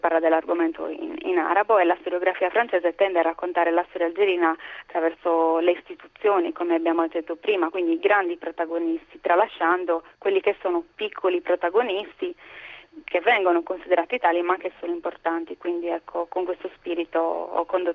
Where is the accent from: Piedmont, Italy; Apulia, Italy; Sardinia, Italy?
Sardinia, Italy; poi lo dice a me che sono sarda, quindi se certo, vogliamo, anche noi siamo una minoranza, abbiamo la nostra lingua